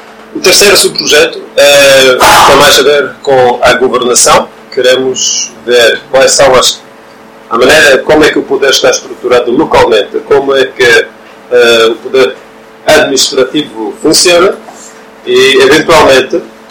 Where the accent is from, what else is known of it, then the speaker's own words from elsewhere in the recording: Norway; Portuguese is a second language; Eu sou norueguês.